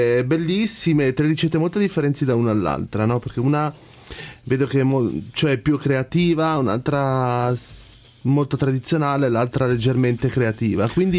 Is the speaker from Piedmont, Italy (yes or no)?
yes; Piedmont, Italy; contando che da buon piemontese non ci vedo molto il pesce con il tartufo